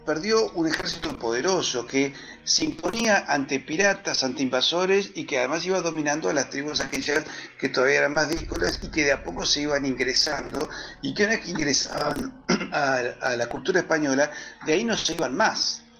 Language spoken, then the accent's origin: Spanish; Hurlingham, Buenos Aires Province, Argentina; Yo me crié en un lugar en el Gran Buenos Aires que se llama Hurlingham, o se pronuncia Hurlingham, donde hay un barrio inglés, y es llamativo porque ahí vivían los ingleses que vinieron con los ferrocarriles, con las empresas británicas, etc.